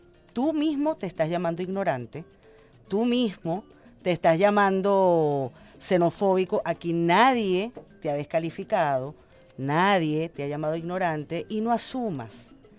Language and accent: Spanish; Venezuela; eres camarada, somos venezolanos, somos compatriotas.